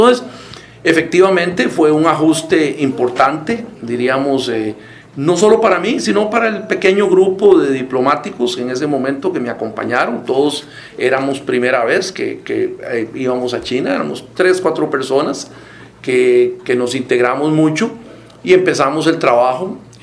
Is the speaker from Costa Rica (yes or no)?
yes; Costa Rica; como sociedad costarricense